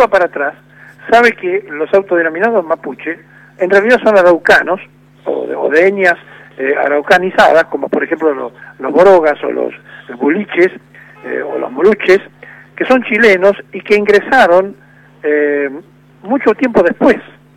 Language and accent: Spanish; Argentina; Hay un hecho que yo no puedo aceptar como argentino